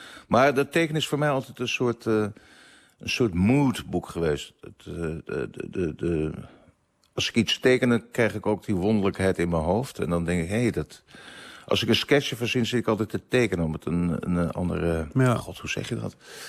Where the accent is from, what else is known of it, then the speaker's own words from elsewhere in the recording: Amsterdam, North Holland, Netherlands; ik kom uit Amsterdam-Zuid en het was natuurlijk, maar dat was voor mij een.